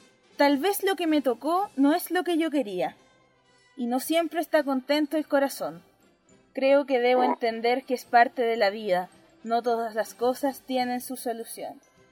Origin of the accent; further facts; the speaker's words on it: Chile; me identifica mucho a mí como mujer chilena.